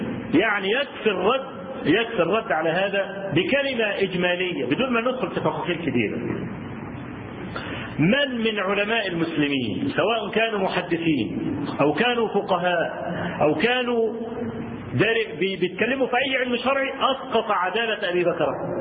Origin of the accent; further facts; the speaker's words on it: Egypt; انا اذكر لكم حكايه حصلت عندنا في مصر